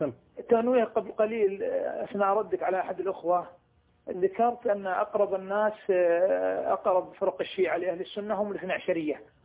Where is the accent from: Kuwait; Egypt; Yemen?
Kuwait; عندنا في الكويت جريدة سيئة الذكر